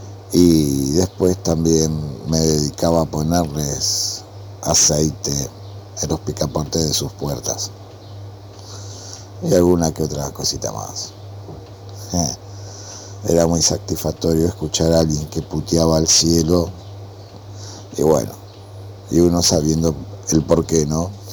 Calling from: Lanús, Buenos Aires Province, Argentina; de Lanús y bueno, recuerdo que un tiempo viví en un lugar tipo, podríamos decir, conventillo

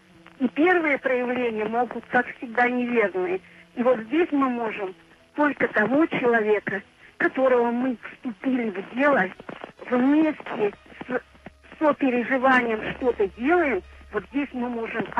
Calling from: Severodvinsk, Arkhangelsk Oblast, Russia; Да, я из Северодвинска, но у нас накладывается звук, поэтому диалога не получается

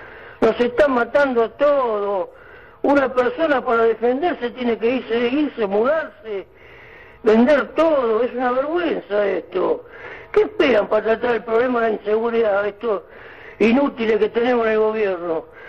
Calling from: Lanús, Buenos Aires Province, Argentina; de Lanús.

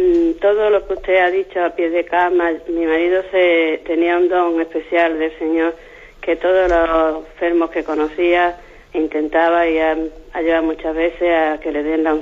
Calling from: Málaga, Andalusia, Spain; de Málaga.

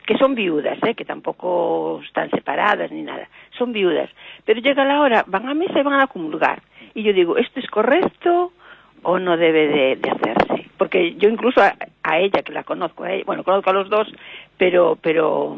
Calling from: A Coruña, Galicia, Spain; de La Coruña.

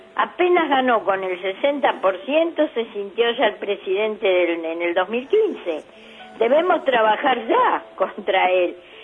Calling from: Merlo, San Luis, Argentina; de Merlo, San Luis, y realmente me preocupa mucho la pirotecnia

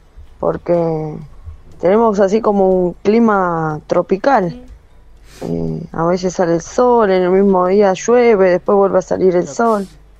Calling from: Quilmes, Buenos Aires Province, Argentina; de Quilmes. Siempre escucho la radio.

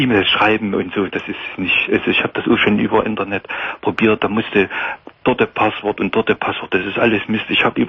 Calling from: Saxony, Germany; gerade hier bei uns in Sachsen, wenn Veranstaltungen sind und so, da geht man ja schon hin, wenn es Weindorf ist in der Stadt und so.

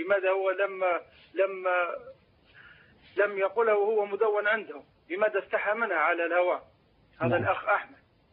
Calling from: Libya; والله في صدور الأطفال عندنا في ليبيا

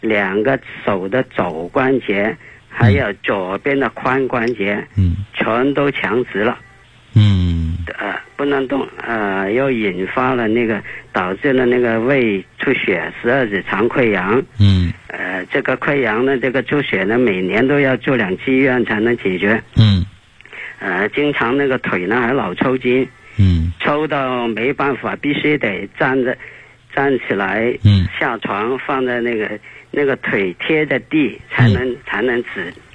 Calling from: Guangzhou, Guangdong, China; 我是广州的一位老学员。今年19岁。

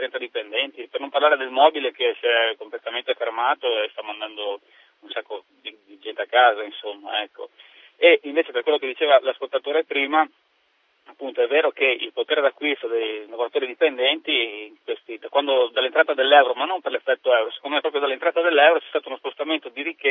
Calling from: Pordenone, Friuli-Venezia Giulia, Italy; almeno qui dalle mie parti, nel nostro distretto diciamo di Pordenone e dintorni

